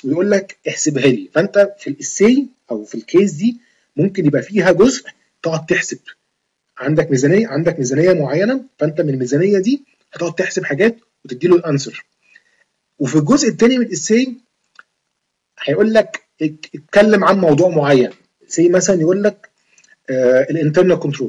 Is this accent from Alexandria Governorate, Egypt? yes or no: yes; Alexandria, Alexandria Governorate, Egypt; من اسكندرية، بس يعني لما امتحنتها ما كانتش امتحان في اسكندرية